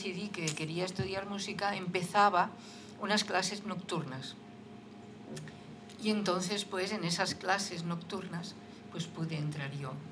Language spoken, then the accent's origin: Spanish; Barcelona, Catalonia, Spain; Sí, yo soy de Barcelona.